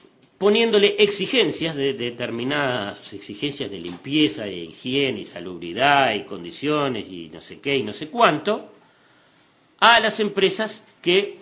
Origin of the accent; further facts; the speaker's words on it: Uruguay; Porque yo también soy uruguayo.